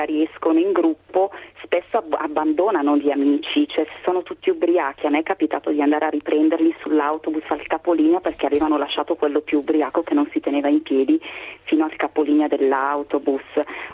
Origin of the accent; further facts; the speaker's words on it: Lombardy, Italy; che si usa almeno qui dalle mie parti, in Lombardia molto